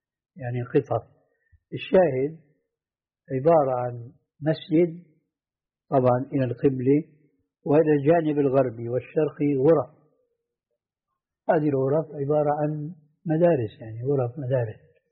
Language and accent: Arabic; Damascus, Damascus Governorate, Syria; وهذا موجود عندنا في دمشق من كثرة